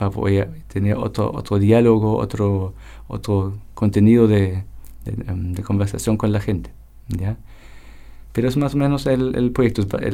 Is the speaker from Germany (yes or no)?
yes; Germany; yo soy alemán